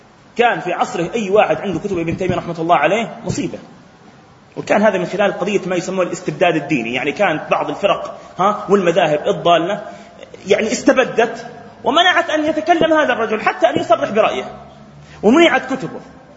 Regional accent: Palestine; إحنا حتى في فلسطين، عندنا في فلسطين كم انتشرت يا إخوة من مذاهب هدامة

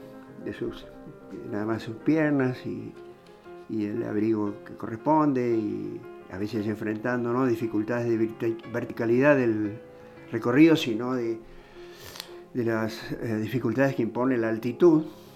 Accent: Córdoba, Argentina; also born or lived in Rafaela; Soy cordobés, exacto.

